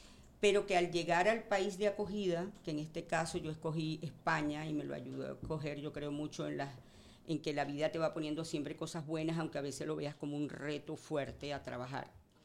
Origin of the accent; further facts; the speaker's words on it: Venezuela; moved away as an adult; now in Valencia, Spain; A ver, pues … soy venezolana. Llegué a Valencia hace 2 años